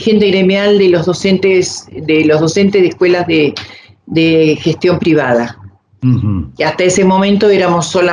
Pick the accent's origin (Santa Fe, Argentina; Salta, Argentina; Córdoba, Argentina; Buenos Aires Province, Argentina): Buenos Aires Province, Argentina; Mar del Plata; yo soy oriunda de Mar del Plata, estábamos en Mar del Plata